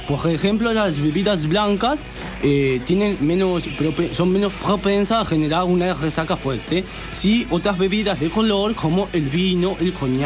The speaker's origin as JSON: {"language": "Spanish", "town": "Paris", "region": "Île-de-France", "country": "France", "second_language": "Spanish", "said": "Yo, París."}